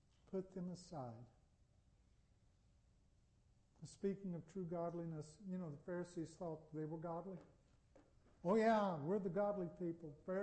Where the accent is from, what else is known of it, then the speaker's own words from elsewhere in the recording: North Carolina, United States; I'm from North Carolina. I'd rather be from North Carolina than any place else I can think of. And I'd rather stay in North Carolina than any place else I can think of except heaven.